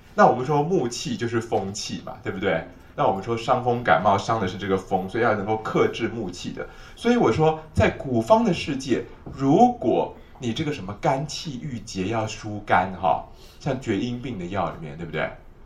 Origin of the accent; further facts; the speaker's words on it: China; 我们中国人认为说，我们的中国人观察是这样的